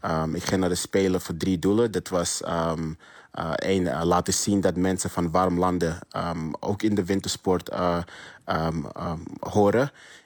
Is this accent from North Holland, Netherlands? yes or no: yes; Amsterdam, North Holland, Netherlands; also born or lived in Ghana; geboren in Ghana en opgegroeid in Amsterdam.